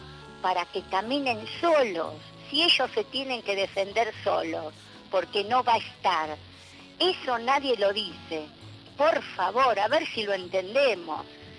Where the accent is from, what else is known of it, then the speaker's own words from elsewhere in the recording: Vicente López, Buenos Aires Province, Argentina; de Vicente López.